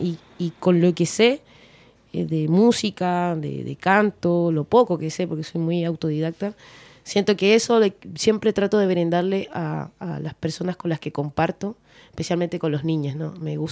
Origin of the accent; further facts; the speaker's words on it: Peru; moved away as an adult; now in Chile; tengo 39 años, y de mi vida yo me vine a los 19. Tengo un año más aquí viviendo en Chile. O sea, yo soy mitad chilena, mitad peruana. Tengo una esencia y unos valores bien peruanos